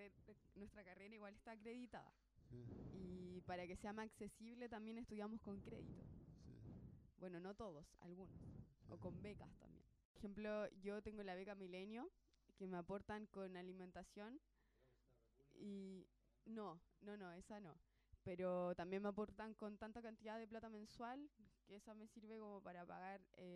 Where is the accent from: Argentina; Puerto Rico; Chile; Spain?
Chile; San Antonio, Valparaíso; Nosotros, bueno, la mayoría somos de acá, de la quinta región. De Villa Alemana, otro de Casablanca, yo en lo personal de San Antonio, mi compañera de Viña.